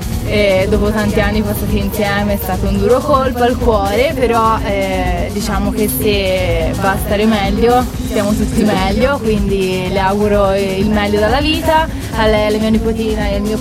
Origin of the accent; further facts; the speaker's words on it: Livorno, Tuscany, Italy; Siamo di Livorno, siamo in vacanza qua a trovare mia sorella